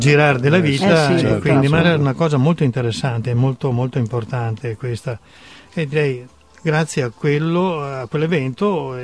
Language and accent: Italian; Treviso, Veneto, Italy; ero e sono innamorato della nostra e della mia terra trevigiana, e l'ho, come dire, scoperta molti anni fa, in occasione della mia dipartita a Treviso